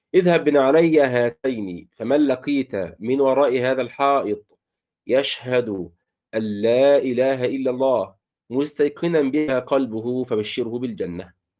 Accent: Egypt; بنسميه عندنا في مصر في الريف الأناية

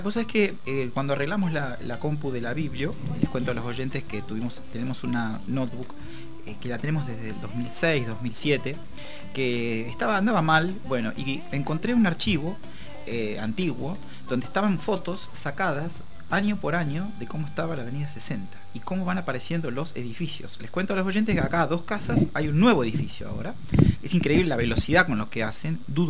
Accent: La Plata, Buenos Aires Province, Argentina; los que somos platenses nos vamos a Buenos Aires un día y volvemos con la cabeza así

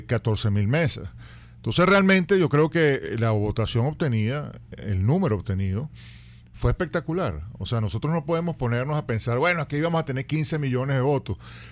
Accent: Venezuela; nos tenemos que felicitar como venezolanos por lo que pasó ayer, ¿no?

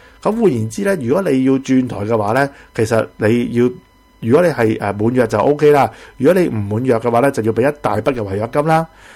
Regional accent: Hong Kong; 当然就唔系为咗我哋香港人买手机买呢个水货手机方面啦

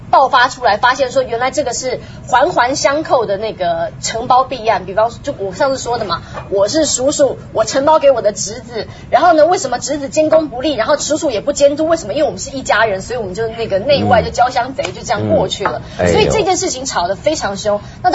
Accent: Taiwan; 我觉得你的语气太过于兴奋，身为台湾人相当不爽

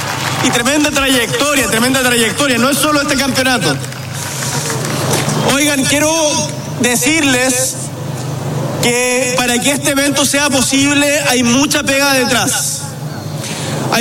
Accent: Magallanes, Chile; also born or lived in Santiago, Chile; yo soy magallánico y me costó mucho acostumbrarme a Santiago. Nunca uno olvida el lugar de donde viene, ni Magallanes en mi caso

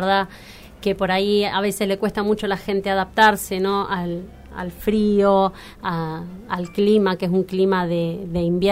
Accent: Ushuaia, Tierra del Fuego, Argentina; born there; yo nací en Ushuaia. Nací cuando era un territorio nacional, no era una provincia, recién en el año 91 se declara provincia

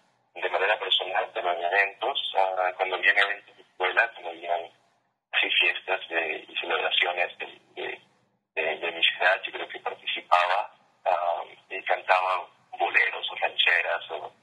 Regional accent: Ecuador; Yo crecí en Ecuador, en Sudamérica, y mis influencias son diferentes al resto de la banda.

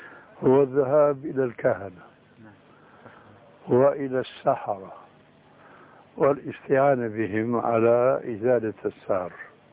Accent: Syria; فوجئت بسمع صوت البوق، بسموه عندنا بالشام برزان

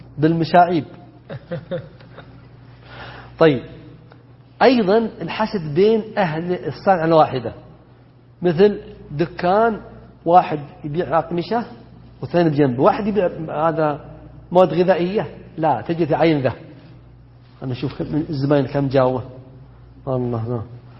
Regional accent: Najd, Saudi Arabia; بينما عندنا في نجد انحتة احذفه هكذا

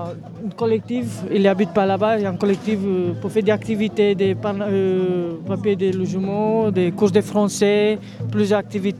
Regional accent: Romania; French is a second language; moved away as an adult; now in France; je suis en France depuis 4 ans. Et je suis ici, j'ai arrivé ici, j'ai fini ma école en Roumanie, j'ai arrivé ici pour travailler

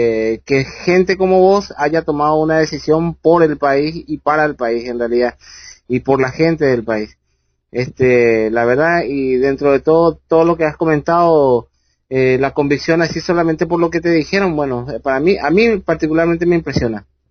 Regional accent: Paraguay; me toca muy de lleno a mí como paraguayo

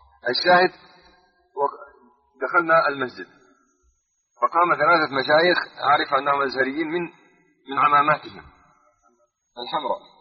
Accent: Ramallah and al-Bireh Governorate, Palestine; ونحن من قضاء رام الله

